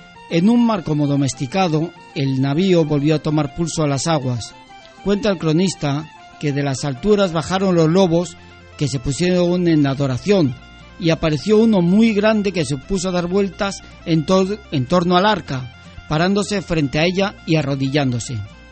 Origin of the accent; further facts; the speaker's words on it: Luarca, Asturias, Spain; Como bien sabes, yo soy de Luarca y Luarca está muy relacionada con los lobos.